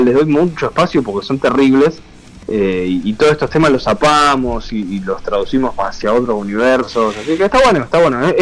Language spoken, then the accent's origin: Spanish; Luján, Buenos Aires Province, Argentina; Yo soy de Luján.